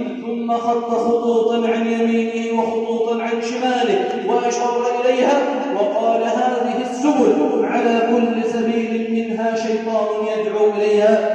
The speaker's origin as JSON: {"language": "Arabic", "country": "Egypt", "said": "اللهم اجعل بلدنا مصر سخاء رخاء أمنا أمانا"}